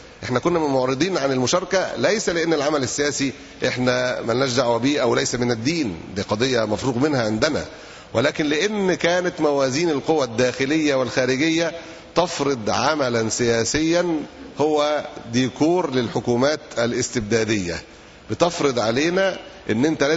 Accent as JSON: {"language": "Arabic", "town": "Alexandria", "region": "Alexandria Governorate", "country": "Egypt", "said": "الطماطم عندنا في اسكندرية وصلت إلى 8 جنيه"}